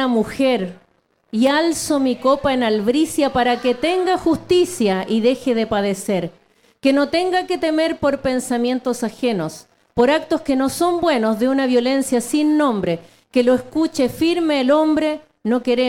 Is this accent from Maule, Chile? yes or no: no; Santiago, Santiago Metropolitan Region, Chile; Yo voy a hacer algo de la zona central, que es donde yo vengo. Yo vengo desde Santiago